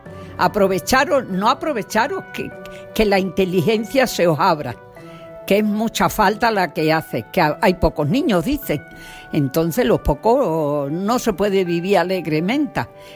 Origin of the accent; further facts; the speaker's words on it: Arroyo de la Luz, Extremadura, Spain; Soy de Arroyo de la Luz. Mi padre era del campo, sembraba trigo, cebada y todas esas cosas. Entonces, soy la mayor de 5 hermanas. No tengo hermanos.